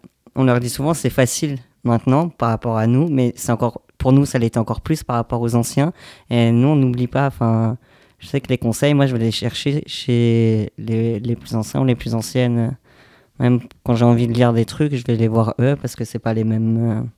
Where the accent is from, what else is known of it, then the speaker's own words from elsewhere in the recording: Grand Est, France; parce que moi, je viens d'Alsace, et il y a des personnes militantes, mais il n'y a pas ce qu'il y a ici